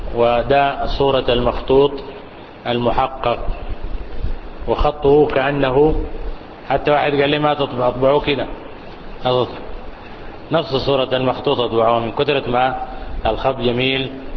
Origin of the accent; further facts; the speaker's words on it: Sudan; للمؤلف تلاميذ متوافرون عندنا في السودان